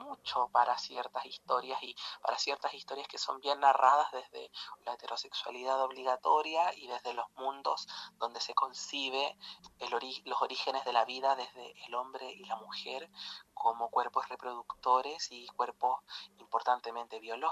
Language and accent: Spanish; Illapel, Coquimbo, Chile; moved away as an adult; yo en estos momentos, y desde fines de marzo, me encuentro viviendo en Illapel, que es el pueblo donde yo nací, donde tengo a mi familia y me he criado, y me crié muchos años de mi vida